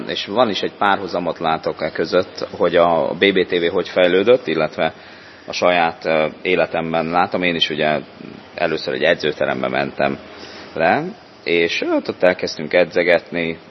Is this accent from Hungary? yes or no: yes; Miskolc, Borsod-Abaúj-Zemplén, Hungary; Szóval ez 1991-ben volt, miskolci vagyok